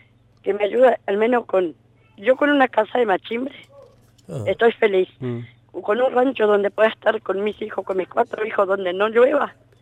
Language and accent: Spanish; Misiones, Argentina; moved away; 2 años que vine de Misiones. Me hice los papeles, cambio de domicilio.